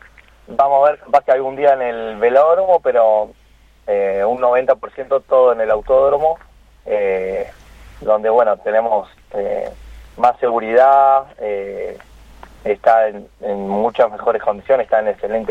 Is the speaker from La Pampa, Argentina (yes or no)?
yes; Santa Rosa, La Pampa, Argentina; hay dos corredores que somos acá de Santa Rosa La Pampa, que estamos de la selección